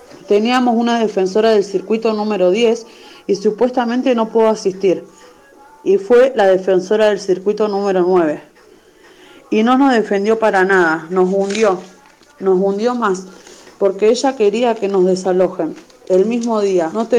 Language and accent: Spanish; Rosario, Santa Fe, Argentina; soy de Rosario, barrio República de La Sexta. Soy ama de casa, tengo un nene de 3 años. Yo vivo en el barrio desde chiquita.